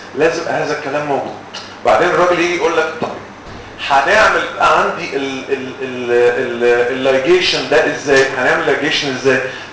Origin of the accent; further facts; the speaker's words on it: Egypt; امال احنا بنعمل ايه عندنا في مصر؟